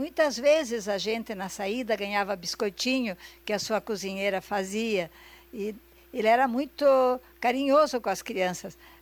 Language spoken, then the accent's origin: Portuguese; Foz do Iguaçu, Paraná, Brazil; born there; Eu nasci aqui em Foz do Iguaçu num domingo, quando tocava o sino da igreja.